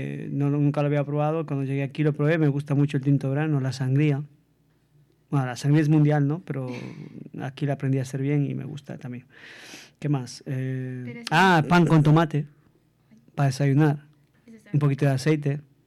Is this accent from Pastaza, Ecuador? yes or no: no; Quito, Pichincha, Ecuador; yo crecí en un barrio en Ecuador, en Quito, que se llama Bellavista.